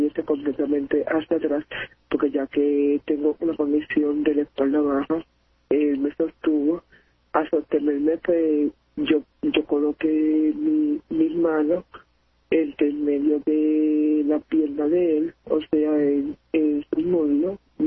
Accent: Carolina, Puerto Rico; Yo soy del pueblo de Carolina.

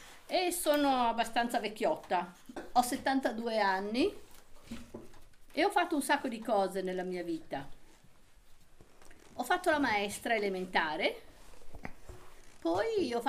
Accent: Savona, Liguria, Italy; born there; Io sono nata in Liguria, a Savona, e poi ho fatto un salto e sono andata, quindi Savona è sul mare, vicino a Genova. Poi ho fatto questo salto e sono andata in pianura, alle porte di Milano, in un paese abbastanza grossino, insomma, sui 7.000 abitanti

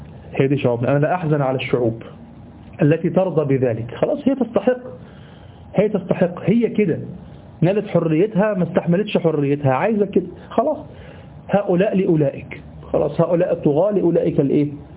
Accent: Egypt; في حاجة غريبة عندنا في مصر، دي حاجة غريبة يعني

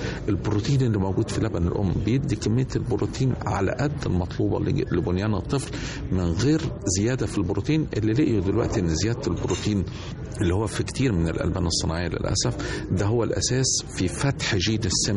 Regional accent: Egypt; عمالة تتقلص عندنا في مصر

